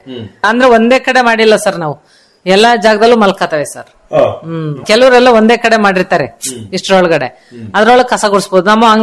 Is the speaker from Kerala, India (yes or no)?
no; Mangalapura, Karnataka, India; ಅಲ್ಲೇ ಕಟ್ಟೆ ಇದೆ ಸರ್, ಒಂದು ನಮ್ಮೂರಲ್ಲಿ ಮಂಗಳಾಪುರದಲ್ಲಿ, ಆ ಕಟ್ಟೆ ಹತ್ರ ಎಲ್ಲ ಬೇಕಾದಷ್ಟು ಮೇವು ಇರುತ್ತೆ ಸರ್.